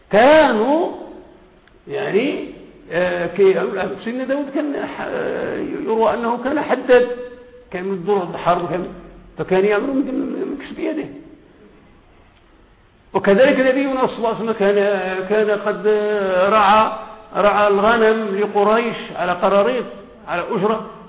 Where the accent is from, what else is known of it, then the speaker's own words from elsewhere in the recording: Morocco; لأن التعليم عندنا في المغرب هو بالنسبة للعالم كله هو أدنى مستوى